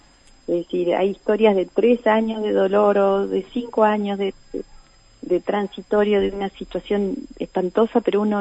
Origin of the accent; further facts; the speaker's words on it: Uruguay; eso es lo más duro para nosotros como uruguayos